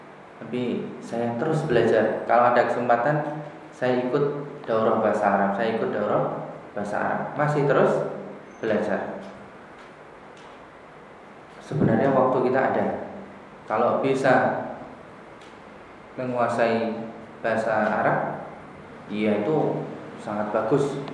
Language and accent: Indonesian; Karangmalang, Indonesia; di kampung saya Karangmalang